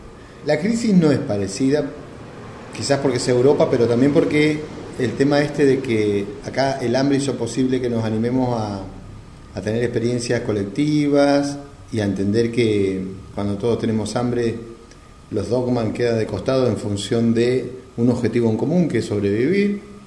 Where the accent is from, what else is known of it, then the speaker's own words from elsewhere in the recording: Argentina; quizás superar los errores que también nosotros como argentinos hemos cometido, ¿no?